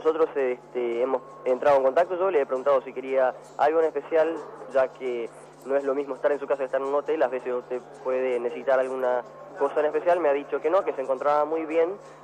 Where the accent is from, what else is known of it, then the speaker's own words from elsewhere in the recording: Rio de Janeiro, Brazil; Spanish is a second language; Yo soy brasileño.